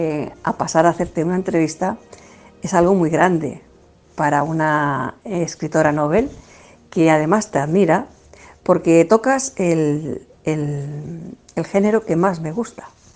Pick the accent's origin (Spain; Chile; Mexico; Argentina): Spain; Catalonia; pues como catalana, que también soy catalana medio andaluza, o sea que, pero bueno, vivo en Cataluña